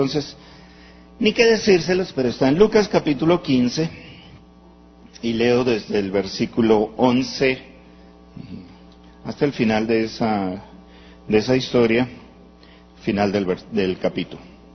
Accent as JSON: {"language": "Spanish", "country": "Peru", "moved": "as an adult", "lives_now": "Medellín, Colombia", "said": "Soy peruano, casado con Rola, pero llevo 12 años viviendo en Medellín, o sea que ya estoy nacionalizado paisa yo también."}